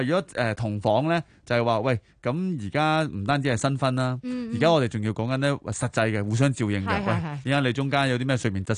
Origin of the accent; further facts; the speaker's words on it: China; 即係我哋中國人咧有句説話咧